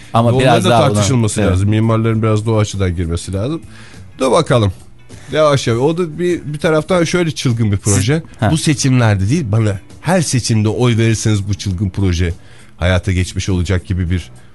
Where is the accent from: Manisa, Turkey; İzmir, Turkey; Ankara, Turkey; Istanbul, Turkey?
Ankara, Turkey; Ama biz Ankaralılar olarak herhalde çılgın proje konusunda biraz daha şeyizdir.